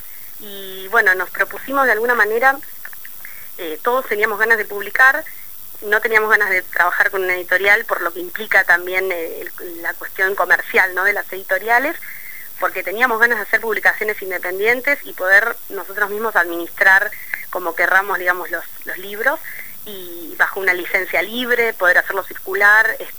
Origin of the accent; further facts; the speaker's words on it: Bariloche, Río Negro, Argentina; en la zona de donde yo vengo, en Bariloche